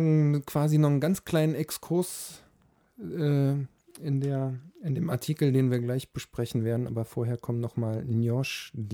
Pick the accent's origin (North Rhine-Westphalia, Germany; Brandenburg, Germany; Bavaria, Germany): Brandenburg, Germany; Potsdam; in Potsdam, ich komme aus Potsdam